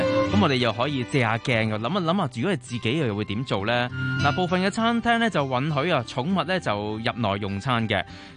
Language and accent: Cantonese; China; 我哋中國人過年都係紅當當啊嘛